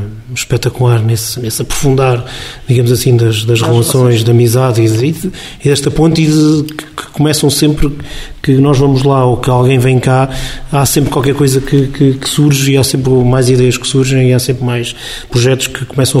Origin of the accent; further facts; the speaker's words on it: Beira, Portugal; E nós somos beirões, temos essa tradição de receber bem e gostamos de receber